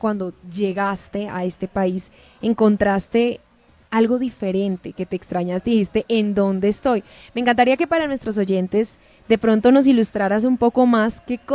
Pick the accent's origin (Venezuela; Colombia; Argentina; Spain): Colombia; y también como colombianos nos sentimos muy orgullosos porque nos regalaste un premio muy especial dejando en alto el nombre de nuestro país.